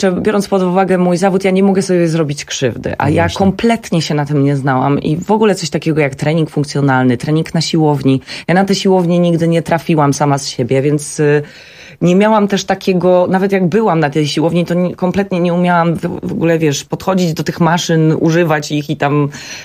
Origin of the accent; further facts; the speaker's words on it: Warmian-Masurian Voivodeship, Poland; jestem z Mazur, więc bardzo dużo zawsze pływałam